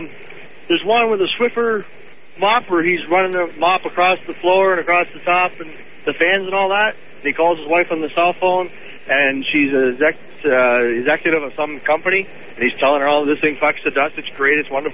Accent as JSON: {"language": "English", "region": "Ontario", "country": "Canada", "said": "Well, I'm actually from Ontario"}